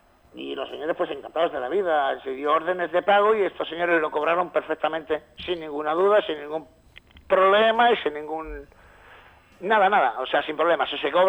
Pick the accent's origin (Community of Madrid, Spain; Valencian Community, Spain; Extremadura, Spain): Extremadura, Spain; Talavera la Real; born there; now in Galicia, Spain; Nací en Talavera de la Nueva.